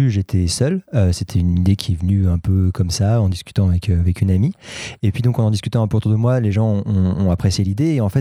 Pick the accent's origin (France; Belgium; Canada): France; Paris, Île-de-France; il n'y a aucun lien entre moi et le Calvados, voilà, je suis parisien